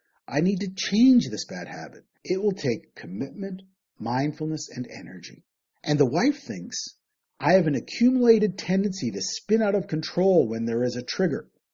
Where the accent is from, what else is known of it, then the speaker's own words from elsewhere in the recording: Canada; Growing up in Canada, I was raised Christian and I went to church most Sundays.